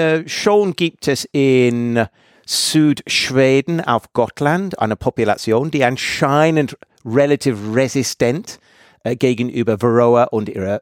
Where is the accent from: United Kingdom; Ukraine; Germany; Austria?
United Kingdom; England; German is a second language; Und ich komme aus England.